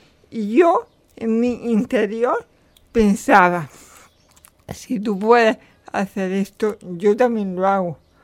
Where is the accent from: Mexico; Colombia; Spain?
Spain; Canjáyar, Andalusia; soy natural de Canjaya. Yo estudié en un colegio público, en el colegio de mi pueblo público, Santa Cruz, en el instituto de mi pueblo también, Valle del Andaraz.